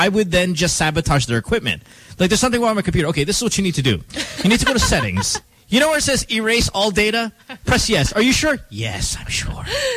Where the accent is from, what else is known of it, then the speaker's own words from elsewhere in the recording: India; Hey, I'm not making fun of Indians. I'm Indian.